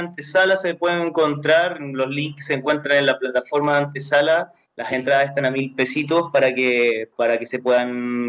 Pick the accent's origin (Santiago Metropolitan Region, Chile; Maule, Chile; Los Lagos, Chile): Santiago Metropolitan Region, Chile; Buin; tuve la oportunidad de ir a mi pueblo, allá en Santiago de Chile, que se llama Buin